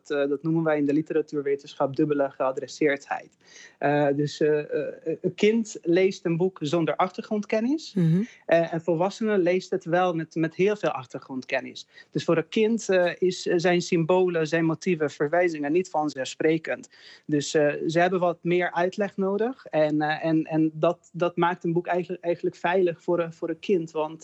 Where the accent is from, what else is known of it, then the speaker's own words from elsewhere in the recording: Hungary; Dutch is a second language; now in Netherlands; Wij vieren geen bevrijdingsdag in Hongarije. Dus herdenking en de viering van vrijheid ontbreekt bij ons in Hongarije.